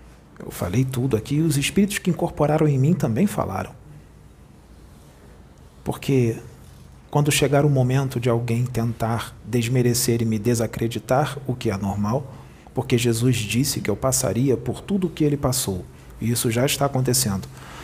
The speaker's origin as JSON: {"language": "Portuguese", "region": "Rio de Janeiro", "country": "Brazil", "said": "Eu não fui até onde ele está, porque eu sou do Rio e ele é de Porto Alegre."}